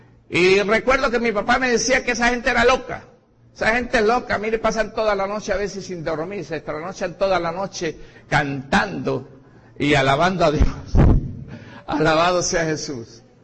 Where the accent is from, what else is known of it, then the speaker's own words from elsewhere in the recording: Boconó, Trujillo, Venezuela; now in Caracas, Venezuela; yo soy de Boconó, Estado Trujillo, llegué a Caracas en el año 76, no, perdón, en el año 76 fue que tuve el accidente. Llegué a Caracas en el año 70, pero aproximadamente, en el año 70. Y bueno, venía de una religión bastante diferente